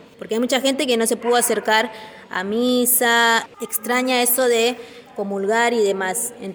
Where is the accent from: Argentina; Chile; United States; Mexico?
Argentina; Buenos Aires; que somos de acá, del Bajo Flores.